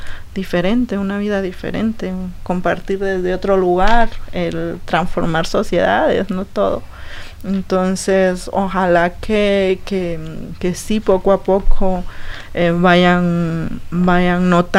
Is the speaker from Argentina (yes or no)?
no; Honduras; en el caso nuestro específico como hondureñas